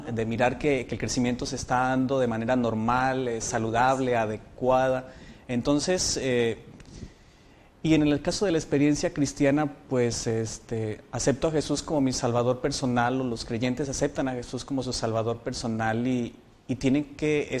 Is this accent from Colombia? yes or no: yes; Colombia; soy colombiano, soy bibliotecólogo